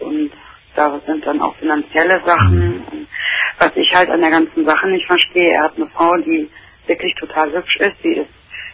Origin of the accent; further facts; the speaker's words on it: North Rhine-Westphalia, Germany; Ja, hier im Sauerland. Ich komme aus dem Sauerland.